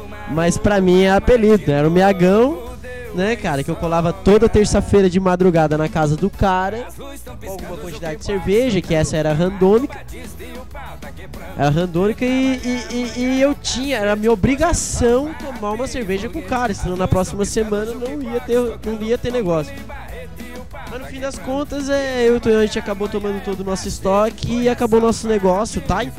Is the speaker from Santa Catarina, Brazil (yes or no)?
yes; Criciúma, Santa Catarina, Brazil; eu sou natural de Criciúma.